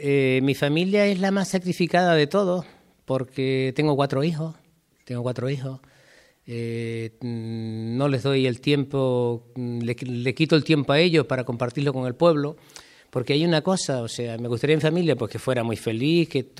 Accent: Teguise, Canary Islands, Spain; born there; yo nací en Teguise, vine a este pueblo y con 14 años

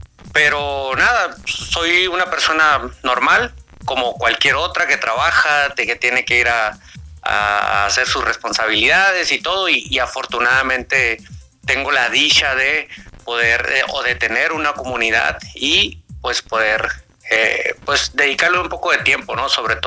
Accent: northern Mexico, Mexico; yo soy del norte de México. Ya tengo mis años, ya tengo una edad bastante avanzada, o sea, estamos hablando de 37 años.

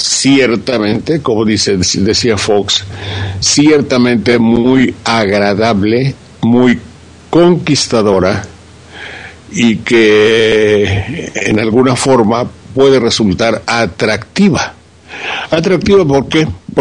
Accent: Veracruz, Mexico; yo soy un ranchero de Veracruz

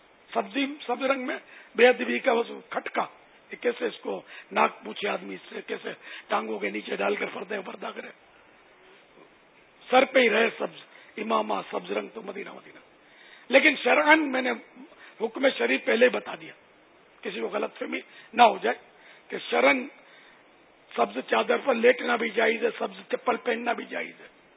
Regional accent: Karachi, Sindh, Pakistan; born there; یا میں تو سندھ میں پیدا ہوا ہوں یعنی باب المدینہ یہ سندھ کا شہر ہے

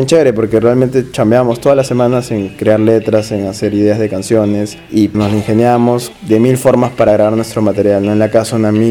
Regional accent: Tacna, Peru; also born or lived in Arequipa; si bien es cierto somos de Tacna, pero nace en la ciudad de Arequipa, porque en ese momento el baterista y yo vivíamos allá.

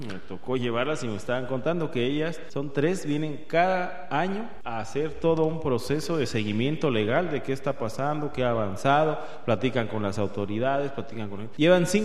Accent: Mexico; Si a los mexicanos, a mí como mexicano me da risa de la falta de justicia

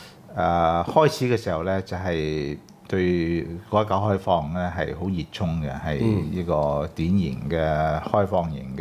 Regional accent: Hong Kong; 如果用我哋香港人嘅語言咧就話越嚟越左

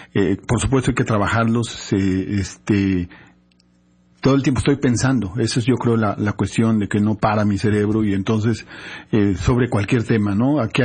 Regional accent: Xalapa, Veracruz, Mexico; Y yo soy de aquí, de Jalapa, soy de los nativos.

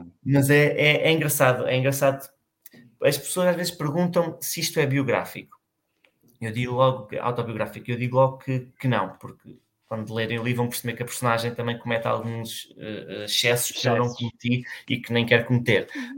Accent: Lisbon, Portugal; Eu sou de Lisboa

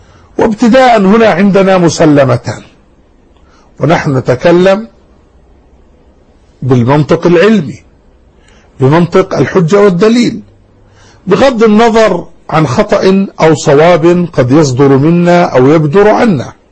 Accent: Jordan; بلادنا الأردن، وهي جزء من البلاد المباركة بلاد الشام

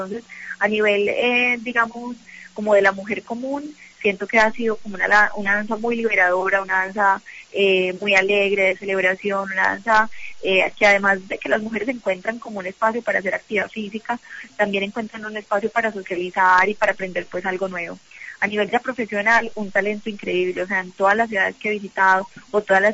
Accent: Colombia; ya somos varias las colombianas que hemos pisado territorios internacionales capacitándonos o, en mi caso, pues ya dictando talleres.

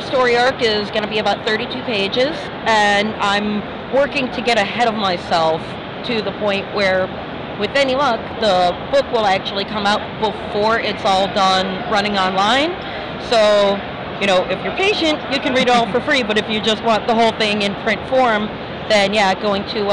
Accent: St. Louis, Missouri, United States; Archon, because I have to go there every year down in St. Louis. That's my hometown con.

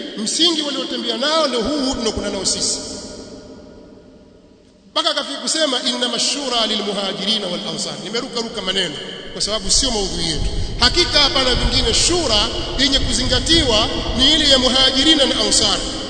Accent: Tanzania; sote sisi ni Watanzania, sote Watanzania

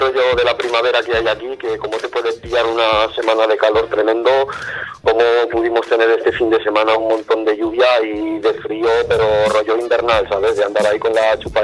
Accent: Galicia, Spain; Mi familia es de allí, yo de hecho soy gallego.

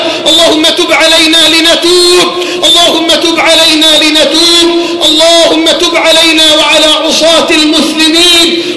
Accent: Egypt; وطهر بلدنا مصر واحة للأمن والأمان وسائر بلاد

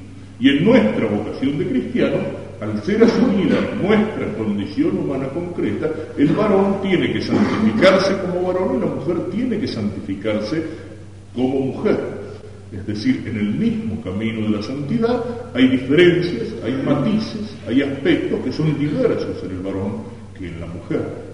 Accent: Argentina

